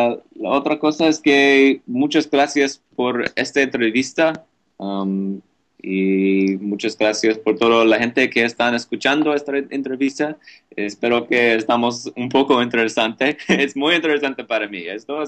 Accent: United States; Spanish is a second language; Yo soy italiano, entonces, italiano americano

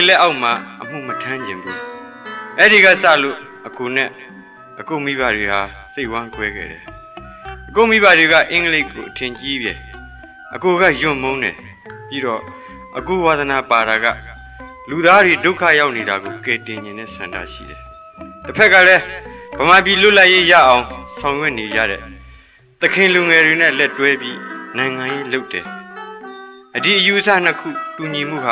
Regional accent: Yangon, Yangon Region, Myanmar; ကျွန်တော်ရန်ကုန်ကပါ

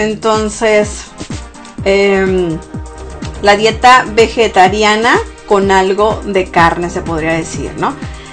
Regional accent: Sonora, Mexico; yo soy del norte de México, el estado de Sonora, entonces consumimos mucha carne, los que son de Sonora sabrán.

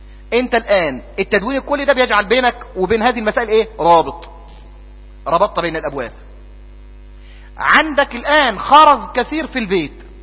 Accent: Egypt; ونحن كطابع مصري نحب جدا الفقه المدلل

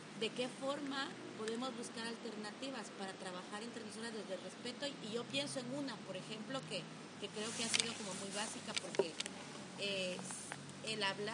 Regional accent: Guatemala; moved away; yo como mujer mestiza no lo viví en mi país, pero al migrar lo he vivido

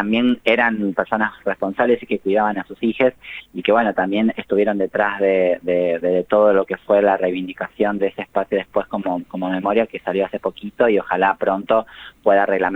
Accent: Tucumán, Argentina; now in Buenos Aires, Argentina; soy tucumana, vivo en Buenos Aires hace solamente 16 años, entonces no viví en Buenos Aires la tragedia, la masacre de Cromañón, uh-huh, sino que la viví desde Tucumán

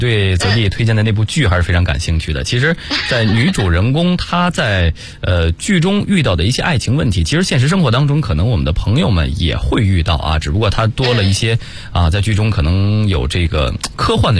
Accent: Hebei, China; 老家是哪儿，就是在这个节目当中跟大家分享过，我是河北的

